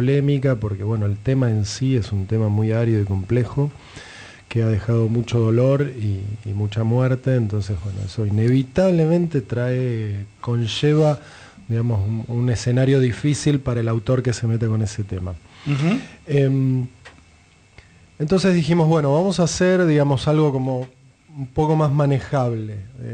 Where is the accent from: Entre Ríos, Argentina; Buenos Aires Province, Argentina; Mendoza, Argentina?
Buenos Aires Province, Argentina; Mar del Plata; yo me crié en Mar del Plata, tengo vínculos profesionales allá, trabajé unos cuantos años en La Capital, que es el diario más importante allá